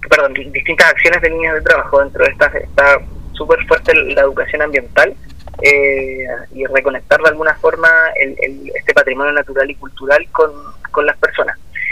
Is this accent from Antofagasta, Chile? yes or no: no; Viña del Mar, Valparaíso, Chile; aquí en Viña del Mar, yo soy de Viña del Mar, pongo el caso